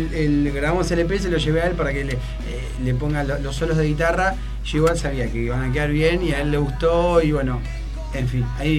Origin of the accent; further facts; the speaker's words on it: Berazategui, Buenos Aires Province, Argentina; Y nosotros somos de Berazategui, o sea...